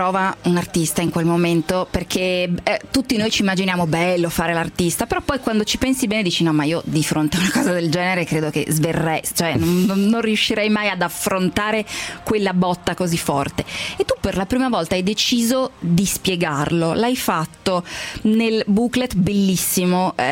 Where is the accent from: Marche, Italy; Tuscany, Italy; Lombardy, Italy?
Lombardy, Italy; io sono brianzola